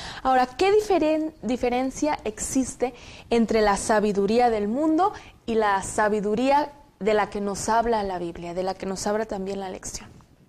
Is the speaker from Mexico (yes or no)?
yes; Zacatecas, Mexico; soy del estado de Zacatecas y estudio el cuarto año en la carrera de Ciencias Sociales.